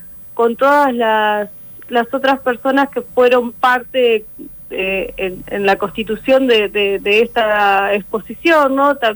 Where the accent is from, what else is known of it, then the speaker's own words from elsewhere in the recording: Pergamino, Buenos Aires Province, Argentina; yo soy de Pergamino, y como ahí que maíz, ahí, digamos, me crié a media cuadra de campo